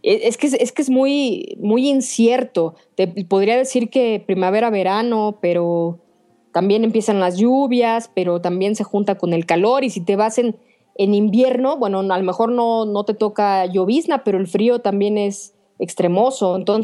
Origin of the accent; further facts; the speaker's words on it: Mexico; nosotros como mexicanos somos bastante impuntuales